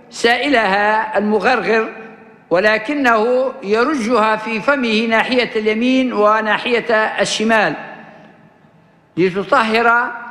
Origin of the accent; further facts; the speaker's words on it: Libya; accent: Libyan; وهذا اللفظ معروف حتى في لهجتنا الليبية